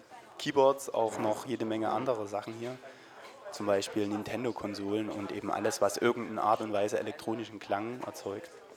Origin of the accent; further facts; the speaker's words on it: Dresden, Saxony, Germany; Ich besuche meine Heimatstadt. Meine Familie ist hier. Mein Bruder, meine Eltern.